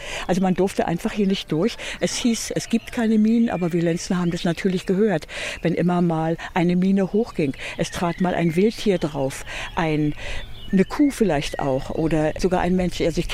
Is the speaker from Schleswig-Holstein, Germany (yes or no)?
no; Brandenburg, Germany; born there; Ich bin geboren in der Westprignitz, gehörte auch schon zu Brandenburg.